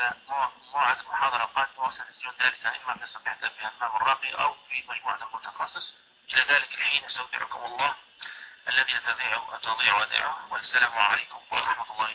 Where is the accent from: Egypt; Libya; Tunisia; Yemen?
Libya; هذه عندنا في ليبيا. لا يعقد القران إلا بهذه الشهادة